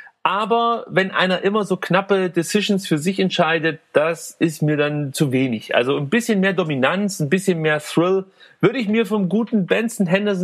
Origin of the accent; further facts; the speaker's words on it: Stuttgart, Baden-Württemberg, Germany; Ich komme aus Stuttgart